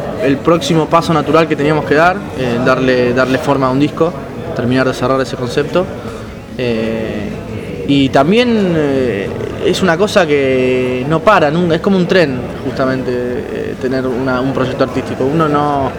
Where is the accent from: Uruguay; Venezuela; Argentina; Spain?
Argentina; Buenos Aires; Nosotros somos de ahí, de Padua, Merlo y Ituzaingó, del Oeste también.